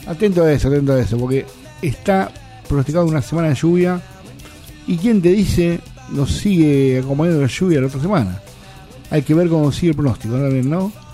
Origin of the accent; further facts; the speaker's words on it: Bernal, Buenos Aires Province, Argentina; Yo soy de Bernal.